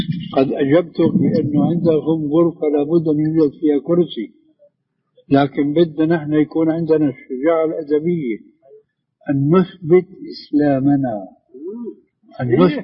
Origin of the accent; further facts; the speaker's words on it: Syria; لكن كما يقولوا عندنا في الشام بده هز كتاب بده حركه.